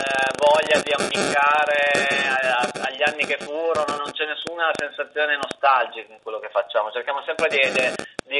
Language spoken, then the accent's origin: Italian; Cuneo, Piedmont, Italy; Io, Riccardo e Cristiano veniamo dalla provincia d'Italia, da una delle tante province d'Italia, da Cuneo, che è un paese a sud di Torino, vicino ai Monti, un luogo dove non ci sono molti stimoli culturali